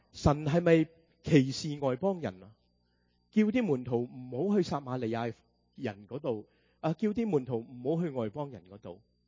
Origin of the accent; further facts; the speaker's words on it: United States; 我们美国人的文法就乱晒龙